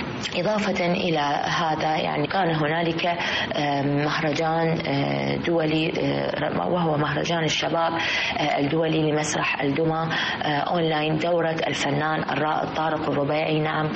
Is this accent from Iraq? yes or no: yes; Iraq; في بلدنا العراق.